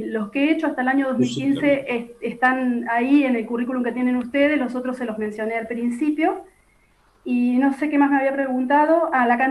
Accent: Santa Rosa, La Pampa, Argentina; also born or lived in Lonquimay; Pampeana de nacimiento, no nací en Santa Rosa, nací en Lonquimay, a 60 kilómetros de la ciudad de Santa Rosa. Vivo en la ciudad capital desde los 7 años en que mi familia se trasladó, mis padres decidieron radicarse aquí.

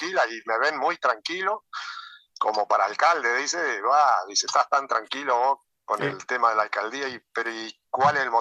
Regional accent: Constancia, Paysandú, Uruguay; hace 40 años que yo estoy acá. Sí, en febrero hizo 40 años. Yo soy oriundo de Constancia.

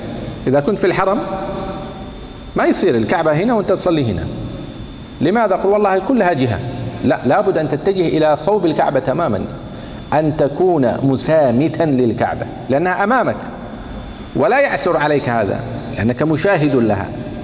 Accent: Kuwait; وكنت تعرف أن القبلة مثلا عندنا في الكويت تقع جنوب غرب

